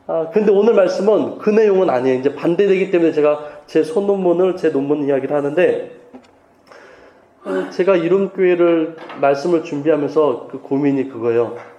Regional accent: Changsin-dong, Seoul, South Korea; born there; also born or lived in Cheongnyangni; 제가 면목동에도 있어봤고 청량리에도 있어봤고 있고 제가 태어난 곳이 창신동이에요.

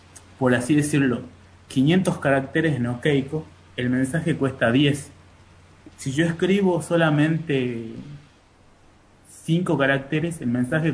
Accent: Salta, Argentina; Somos tres salteños y un muchacho de Buenos Aires.

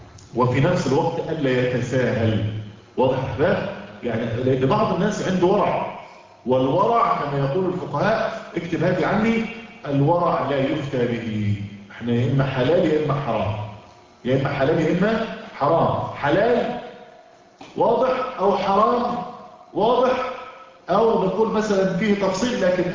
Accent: Egypt; يعني عندنا في مصر مثلا على سبيل المثال

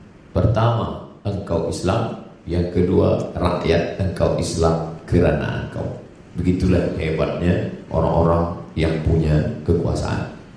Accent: Sumatra, Indonesia; saya sebagai orang Melayu dari Pulau Sumatera

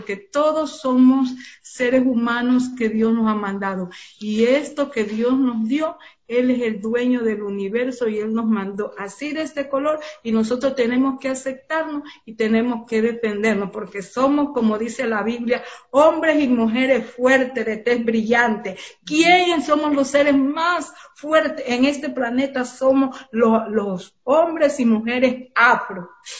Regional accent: Esmeraldas, Ecuador; pues yo vine desde Esmeralda, yo también soy esmeraldeña.

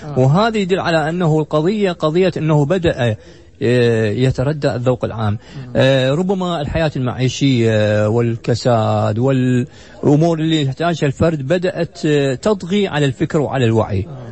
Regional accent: Iraq; ما شفته في رمضان عندنا بالعراق

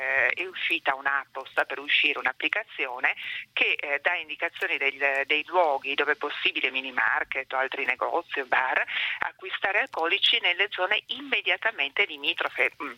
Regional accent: Turin, Piedmont, Italy; sono una torinese che ha l'ufficio, l'istituto in San Salvario proprio

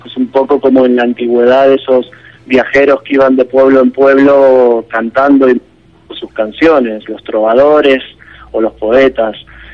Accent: Argentina; yo soy argentino y también soy español

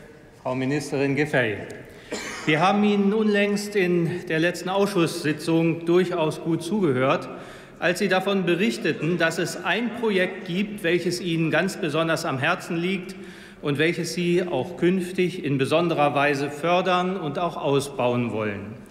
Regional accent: Celle, Lower Saxony, Germany; meiner Heimatstadt Celle

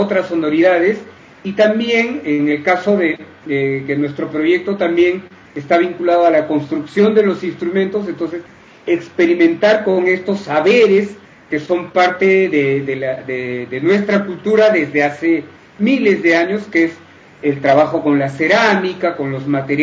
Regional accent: Cusco, Peru; born there; Facebook que es … ¿no? Yo nací en el Cusco, o sea, más al sur, y … es una familia que solamente es de ahí, y … porque leían muchos libros rusos, muchas novelas.

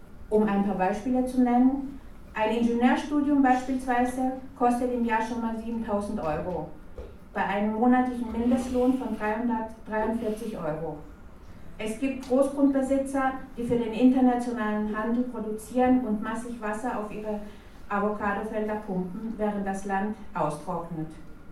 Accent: Chile; German is a second language; now in Germany; bin sehr froh, hier bei euch zu sein. Ich bin ursprünglich aus Chile, aber wie ihr hört, bin ich schon sehr lange hier.

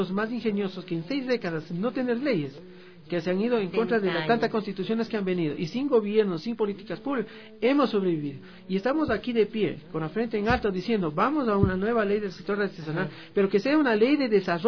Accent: Quito, Pichincha, Ecuador; Soy de una ruralidad de acá de Quito.

